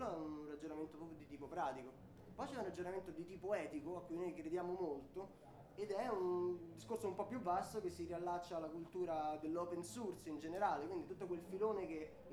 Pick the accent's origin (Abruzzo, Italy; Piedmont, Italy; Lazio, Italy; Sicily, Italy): Lazio, Italy; Rome; Noi veniamo da Roma e Roma è sicuramente una città che ha un bacino culturale abbastanza forte.